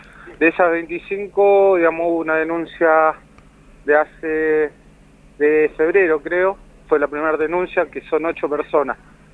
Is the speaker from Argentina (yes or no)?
yes; Buenos Aires, Argentina; yo soy de Buenos Aires, hace un año que estoy acá, trabajando.